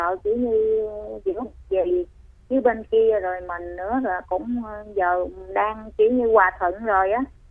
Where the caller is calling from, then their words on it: Bình Dương, Vietnam; Mình ở Bình Dương á.